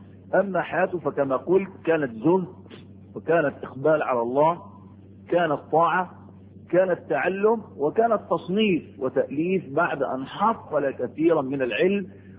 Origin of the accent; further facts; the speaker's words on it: Egypt; بلد عندكم في مصر، في بلدنا مصر مشهورة ومعروفة